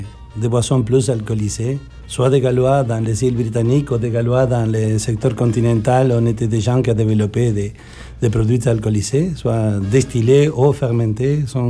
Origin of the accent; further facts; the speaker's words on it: Argentina; French is a second language; now in France; Pour mon accent bizarre, je suis originaire de l'Argentine.